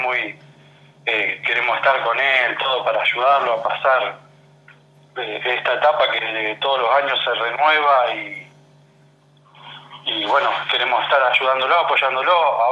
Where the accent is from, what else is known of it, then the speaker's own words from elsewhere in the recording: Capitán Bermúdez, Santa Fe, Argentina; soy de Capitán Bermúdez. Soy hijo de veterano de guerra de Malvinas … de la Fuerza Aérea.